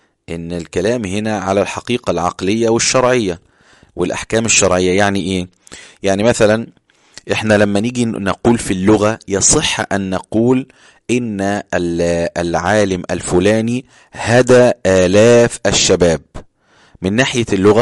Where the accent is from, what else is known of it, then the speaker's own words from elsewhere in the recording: Egypt; انا بقول لشخص انت بارد عندنا في مصر، يبقى انا بشتمه